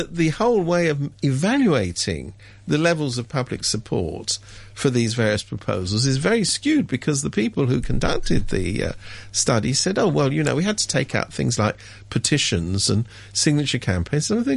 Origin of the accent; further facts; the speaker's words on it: United Kingdom; I come from Britain, so I know about that.